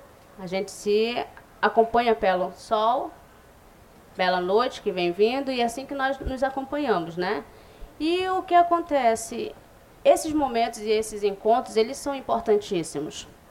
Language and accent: Portuguese; São Gabriel da Cachoeira, Amazonas, Brazil; eu sou da etnia Baré, Sou da comunidade do Livramento também, em São Gabriel.